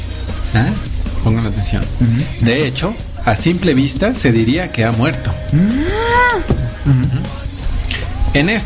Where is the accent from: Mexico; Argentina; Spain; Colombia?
Mexico; Y entonces, pues como todos los tercermundistas, como nosotros mexicanos, también haríamos lo mismo.